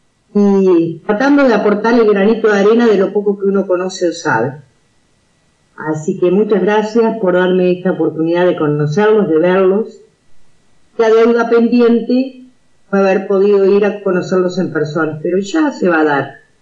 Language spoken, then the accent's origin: Spanish; Uruguay; now in Spain; soy uruguaya, en este momento estoy viviendo en España hace un año, en Andalucía